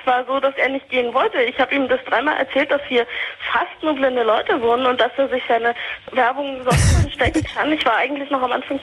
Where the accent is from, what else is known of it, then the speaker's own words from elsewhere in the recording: Germany; Ich bin ursprünglich Marokkanerin, bin aber in Deutschland aufgewachsen.